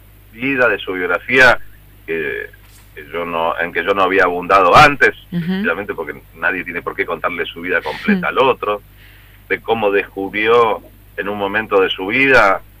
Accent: Mendoza, Argentina; que soy mendocino

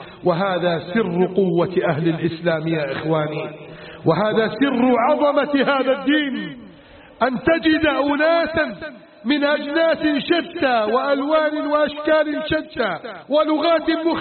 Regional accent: Egypt; واجعل بلدنا مصر آمنا مطمئنا

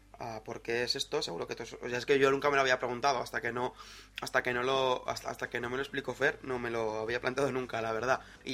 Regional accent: Zaragoza, Aragon, Spain; los dos somos de Zaragoza

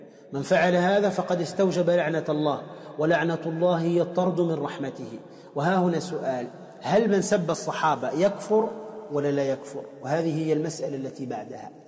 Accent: Tunisia; احنا عندنا في تونس كلما سألت عن واحد قلت

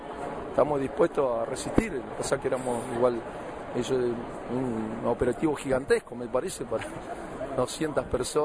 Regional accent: Pico Truncado, Santa Cruz, Argentina; Nosotros somos del interior, de Pico Truncado, Santa Cruz

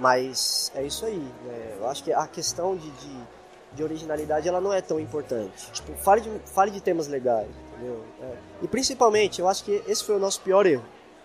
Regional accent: São Paulo, Brazil; Mas como a gente é aqui de São Paulo, né?

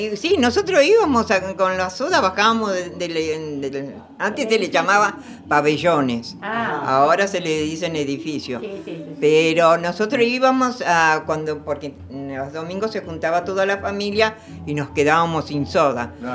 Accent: Buenos Aires, Argentina; Nací en Palermo, en el Hospital Rivadavia.

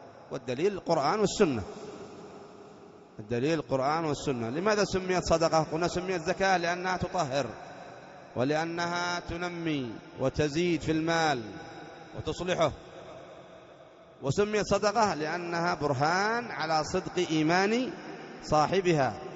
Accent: Aden, Yemen; مثلا عندنا في عدن تؤخذ من أغنياء عدن وترد في فقراء عدن

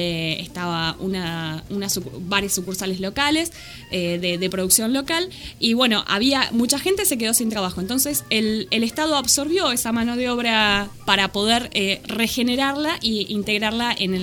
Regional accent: Trenque Lauquen, Buenos Aires Province, Argentina; yo soy de Trenquelauquen, de una ciudad cabecera de partido del oeste, del noroeste de la provincia de Buenos Aires, que fue una de las ciudades que más creció en la provincia entre el 91 y el 2003.

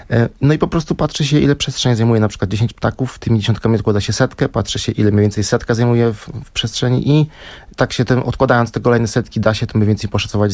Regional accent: Lower Silesian Voivodeship, Poland; w gronie jeszcze wtedy dolnośląskich ornitologów, gdzie się przez wiele lat mieszkałem, ten mój rodzinny region

